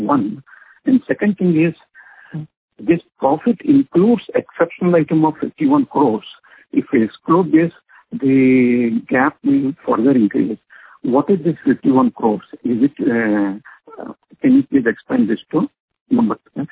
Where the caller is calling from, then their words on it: Hyderabad, Telangana, India; I'm calling from Hyderabad.